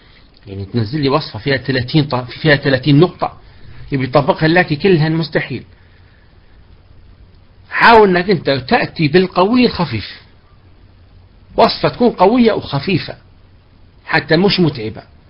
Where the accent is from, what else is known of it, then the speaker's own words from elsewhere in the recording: Libya; احنا عندنا في ليبيا ناي مرات نقول لهم جيبوا لنا البخور الليبي، عندنا بخور احنا ليبي معروف